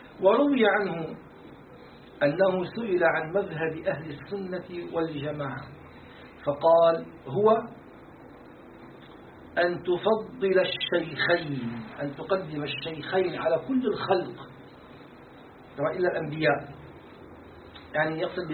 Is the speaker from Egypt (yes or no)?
no; Syria; يعني احنا عندنا في الشام يسموه الصهر، زوج البنت